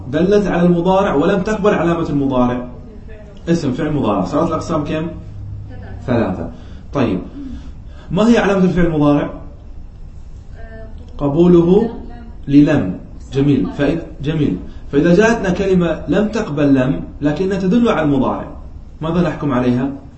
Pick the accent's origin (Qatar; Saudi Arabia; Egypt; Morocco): Qatar; يعني عندنا في قطر أكثر من يستعملها في اللهجة العامية